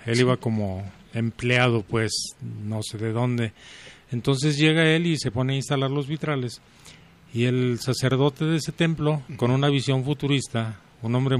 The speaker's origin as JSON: {"language": "Spanish", "town": "Encarnación de Díaz", "region": "Jalisco", "country": "Mexico", "said": "Yo soy de La Chona, Encarnación de Díaz, Jalisco."}